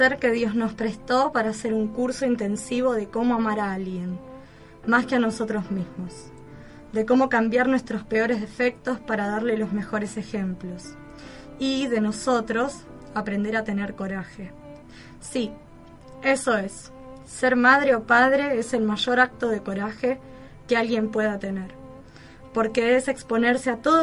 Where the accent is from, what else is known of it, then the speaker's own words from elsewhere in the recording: Argentina; Por lo menos la nacionalidad, de decir somos argentinos igual que Vanina.